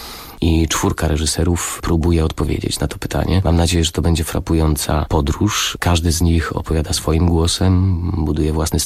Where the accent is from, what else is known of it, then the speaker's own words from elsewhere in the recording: Tarnów, Lesser Poland, Poland; pierwszym tytułem, jaki postanowiłem wystawić w rodzinnym mieście, bo pochodzę z Tarnowa